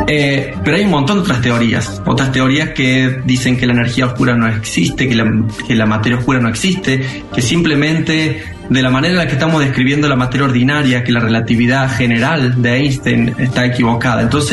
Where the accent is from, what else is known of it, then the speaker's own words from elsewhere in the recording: Valle Hermoso, Córdoba, Argentina; also born or lived in Tucumán; hasta los 6 años viví en Tucumán y de ahí nos mudamos a Valle Hermoso. O sea, yo toda la infancia la hice en Valle Hermoso.